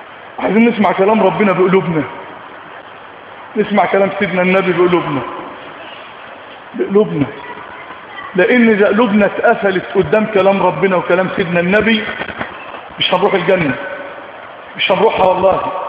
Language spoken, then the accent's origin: Arabic; Egypt; اللهم اجعل بلدنا مصر سقاء رخاء في سعة ورغد من العيش